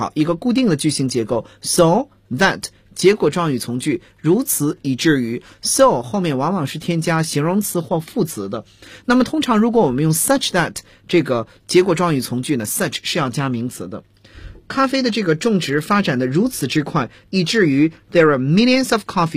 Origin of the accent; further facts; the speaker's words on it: China; 其次呢这个土壤呢我们中国人一般把这种土壤叫做黑土